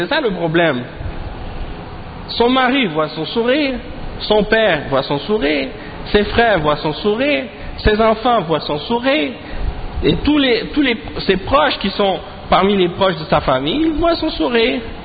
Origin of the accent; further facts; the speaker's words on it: Quebec, Canada; quand j'étais plus jeune, ici en grandissant au Québec